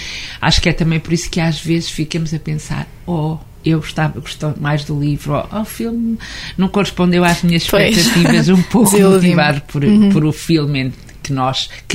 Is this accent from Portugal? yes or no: yes; Seia, Guarda, Portugal; eu cresci em Ceia, não é?